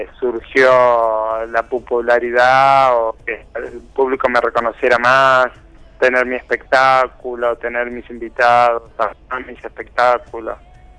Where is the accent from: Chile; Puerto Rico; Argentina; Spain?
Argentina; Buenos Aires; Yo soy de Buenos Aires.